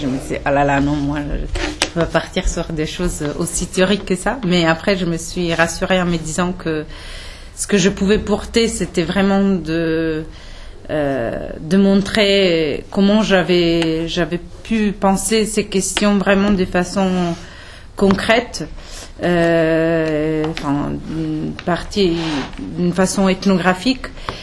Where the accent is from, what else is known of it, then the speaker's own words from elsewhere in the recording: Italy; Et je me suis ensuite tournée vers l'Italie en 2008, qui est, comme vous pouvez vous en douter, mon pays d'origine.